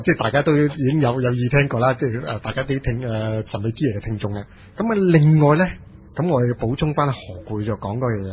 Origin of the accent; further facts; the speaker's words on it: Lingnan, China; 我叫我是南方人，岭南人的那个思维就同已经北方已经非常之不同了